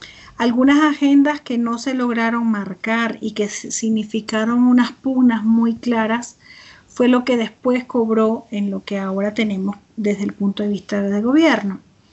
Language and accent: Spanish; Venezuela; Esto para mí, que vengo de Venezuela, es muy importante